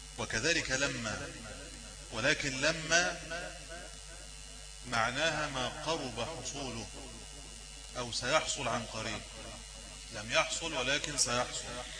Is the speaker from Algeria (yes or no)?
no; Egypt; يعني كما في المثل المشهور عندنا في مصر